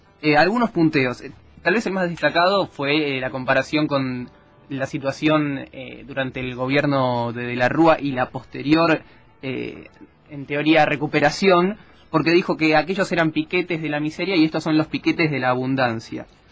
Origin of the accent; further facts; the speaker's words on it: Argentina; tremendamente decepcionante como joven, como ciudadano argentino